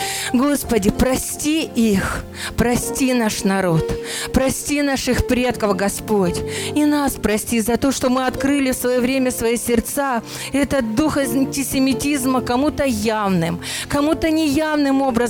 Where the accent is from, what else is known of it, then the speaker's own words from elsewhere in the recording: Russia; Да, я наполовину украинка, наполовину еще кто-то. Но я русская, да.